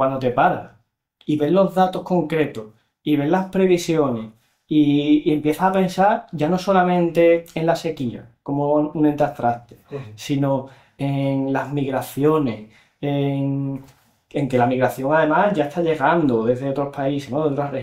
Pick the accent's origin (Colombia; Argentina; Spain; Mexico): Spain; Cádiz, Andalusia; soy una persona a la que le gusta mucho hacer chistes, soy de Cádiz